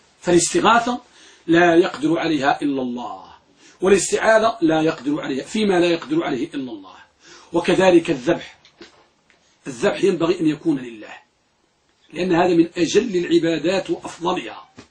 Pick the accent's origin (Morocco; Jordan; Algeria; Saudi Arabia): Morocco; وكما كان يقول بعض يعني عندنا في المغرب نقول